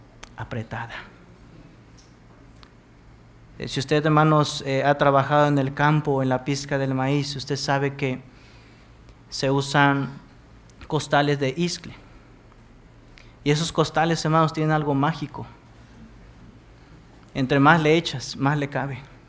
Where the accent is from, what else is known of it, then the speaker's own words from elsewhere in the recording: Veracruz, Mexico; En mi pueblo, hermanos, soy originario de Veracruz.